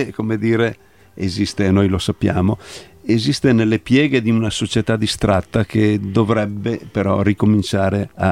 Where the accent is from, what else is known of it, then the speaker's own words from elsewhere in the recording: Veneto, Italy; delle nostre capacità come italiani, diciamo, e come veneti in particolare, vorrei dire.